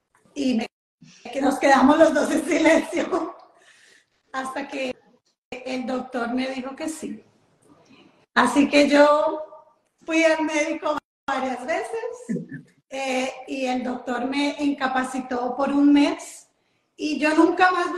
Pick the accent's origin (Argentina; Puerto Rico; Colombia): Colombia; yo soy colombiana